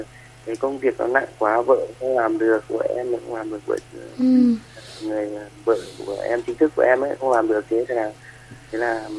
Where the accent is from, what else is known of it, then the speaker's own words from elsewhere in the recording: Mộc Châu, Sơn La, Vietnam; now in Vĩnh Phúc, Vietnam; Em thì quê em thì ở Mộc Châu Sơn La đây.